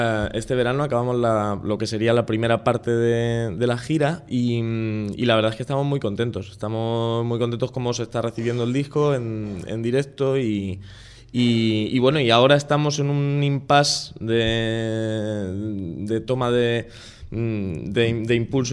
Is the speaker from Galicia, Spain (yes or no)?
no; Alcázar de San Juan, Castilla-La Mancha, Spain; now in Madrid, Spain; Yo no, yo soy de Alcázar, yo soy manchego. Yo soy manchego. De Alcázar de San Juan, pero llevo ya 3 años en Usera.